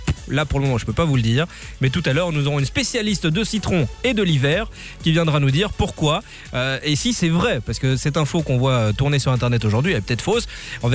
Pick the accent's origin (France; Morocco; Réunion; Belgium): Belgium; chez nous en Belgique